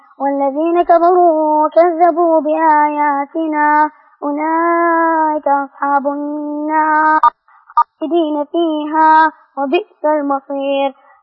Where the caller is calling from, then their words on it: Riyadh, Riyadh Province, Saudi Arabia; من الرياض.